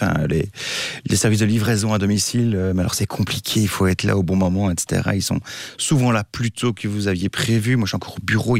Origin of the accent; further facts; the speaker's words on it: Brussels, Belgium; moi je suis un Bruxellois, donc j'ai pas de voiture, j'ai pas de permis